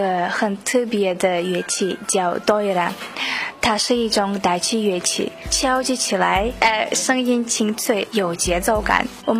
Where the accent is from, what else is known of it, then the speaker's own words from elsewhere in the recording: Uzbekistan; Chinese is a second language; now in Beijing, China; 我来自乌兹别克斯坦，我来北京已经一年半了，我在北京语言大学学习汉语言。